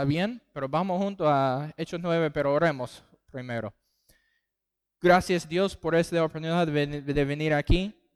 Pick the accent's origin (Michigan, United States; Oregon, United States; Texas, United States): Texas, United States; Spanish is a second language; also born or lived in Costa Rica / Panama; now in Argentina; Y somos del estado de Texas, en el sur de los Estados Unidos.